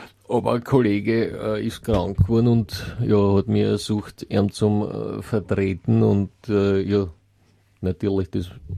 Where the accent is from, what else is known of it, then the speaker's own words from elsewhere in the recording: Austria; vielleicht nicht bei uns in Österreich